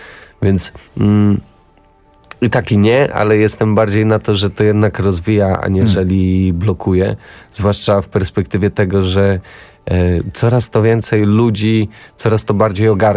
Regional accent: Nasielsk, Masovian Voivodeship, Poland; Wolałem grać w Counter Strike'a, bo jestem z Nasielska

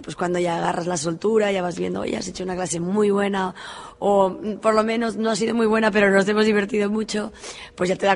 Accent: Girona, Catalonia, Spain; De Girona.

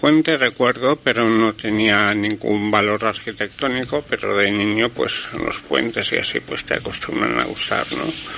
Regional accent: Barcelona, Catalonia, Spain; yo nací en Intramuros. Intramuros es dentro de las murallas. ¿Mm? Yo, de hecho nací en la calle, me parece en una clínica de la calle Aragón

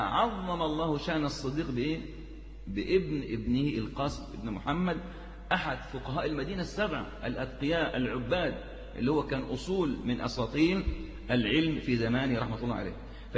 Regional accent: Egypt; برضو عندنا في مصر الوقف كان كثير جدا

